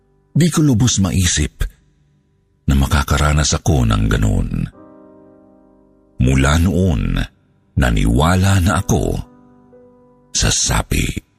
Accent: Davao Region, Philippines; Gusto ko lang ikwento ang karanasan ko noong bata pa ako sa probinsya namin sa Davao del Sur.

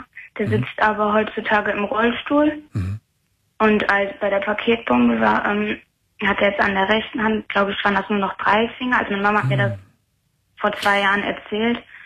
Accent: Bottrop, North Rhine-Westphalia, Germany; Also ich komme aus Bottrop und da war im Jahre 2004, das war der Oktober, also da war ich 8 Jahre alt

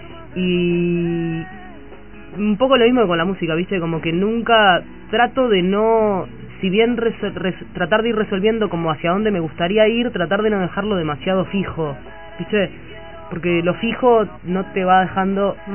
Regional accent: Montevideo, Uruguay; Soy súper montevideana. Y barrios pasé, nací en La Unión.

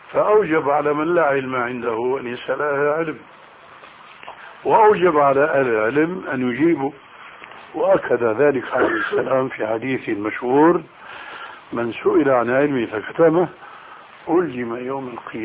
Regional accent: Syria; صار بقى لسان حاله كما يقولون عندنا في سوريا: يا أرض اشتدي ما حدا عليك يأدي

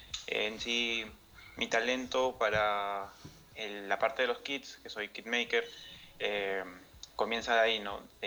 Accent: Peru; tengo 20 años, acabo de cumplir hace unos meses. Mm-hmm. Soy de Perú

